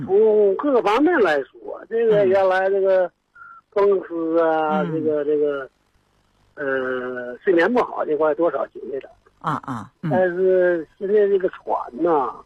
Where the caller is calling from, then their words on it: Shenyang, Liaoning, China; 我是沈阳